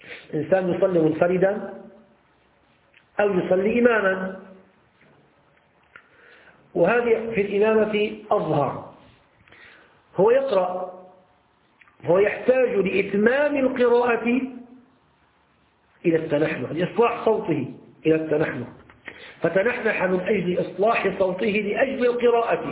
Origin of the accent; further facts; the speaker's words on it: Syria; احنا بنسميه عندنا في الشام الدشاء